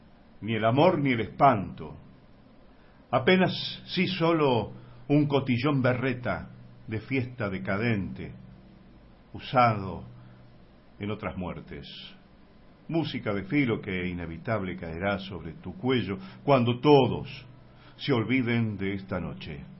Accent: Buenos Aires, Argentina; born there; now in Córdoba, Argentina; soy porteño renegado devenido en cordobés.

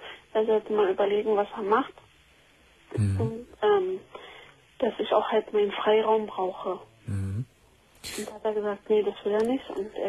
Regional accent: Berlin, Germany; also wir kommen ja wie gesagt aus Berlin.

